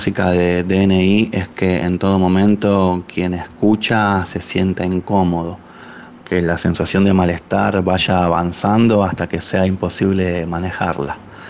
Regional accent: Mar del Plata, Buenos Aires Province, Argentina; now in Córdoba, Argentina; Vengo de Mar del Plata. Y los primeros días que estuve en Córdoba

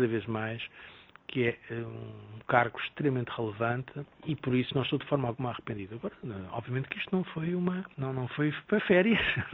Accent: Portugal; Dito isto, toda a gente sabe que eu sou português.

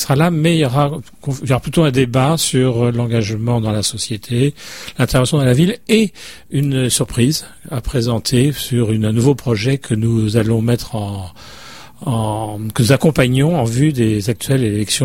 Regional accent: France; Moi, je viens de France, j'habite à côté de Lyon

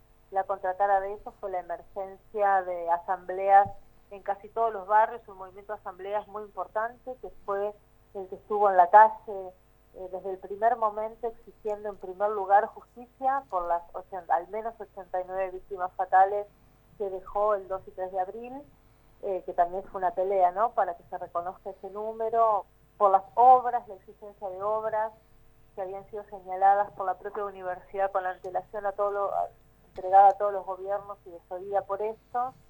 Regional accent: La Plata, Buenos Aires Province, Argentina; Yo soy del barrio de La Loma, así que es un barrio que fue muy afectado por la inundación del 2 y 3 de abril

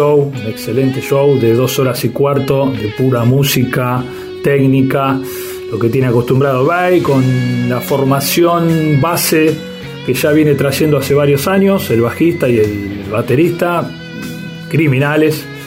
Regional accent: Buenos Aires, Argentina; de Monte Castro y bueno, les quería comentar lo siguiente.

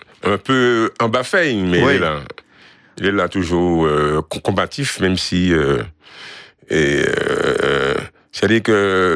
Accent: Sainte-Thérèse, Martinique; Alors, je suis de Sainte-Thérèse. Mon père, la souche de ma famille est du Robert, Chapelle Villarson, Monéo. Et ma mère est de Montcapo, au Lorrain.

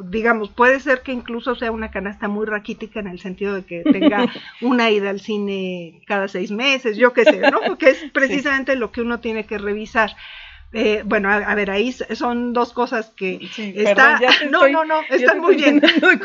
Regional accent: Mexico; Soy mexicana, entonces.

